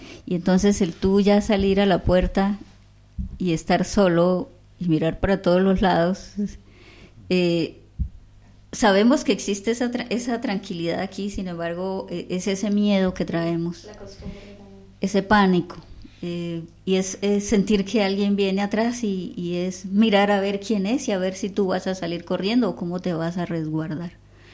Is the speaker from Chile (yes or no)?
no; Colombia; nosotros como pueblo colombiano